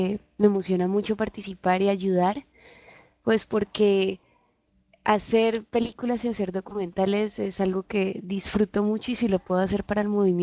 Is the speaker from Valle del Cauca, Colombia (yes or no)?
yes; Cali, Valle del Cauca, Colombia; Soy de Cali.